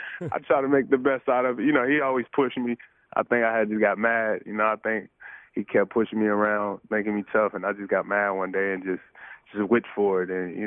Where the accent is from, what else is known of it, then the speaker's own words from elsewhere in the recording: Compton, California, United States; growing up in Compton, you know, from the gangs to violence to, you know, everything that comes with it.